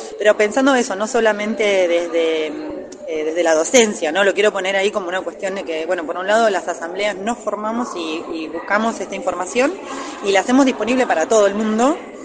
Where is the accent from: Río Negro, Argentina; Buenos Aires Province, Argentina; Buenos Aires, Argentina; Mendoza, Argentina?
Río Negro, Argentina; Choele Choel; soy de Cholechuel, vivo en Cholechuel, soy nacida ahí